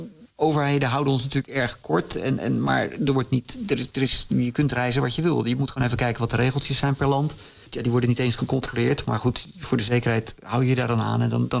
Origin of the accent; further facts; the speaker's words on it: Netherlands; Ik ben een Nederlander, dus als ik hier ben, vind ik dat ook leuk om heel veel dingen te zien.